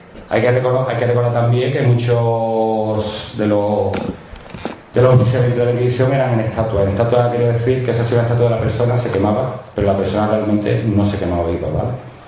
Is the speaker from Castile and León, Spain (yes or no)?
no; Moncayo, Aragon, Spain; Yo soy de Moncayo, Moncayo está en Zaragoza.